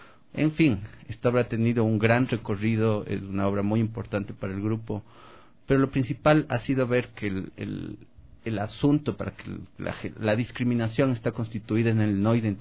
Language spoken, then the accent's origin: Spanish; Cuenca, Azuay, Ecuador; Yo también vengo de una sociedad bastante formal, como me presenté, soy cuencano.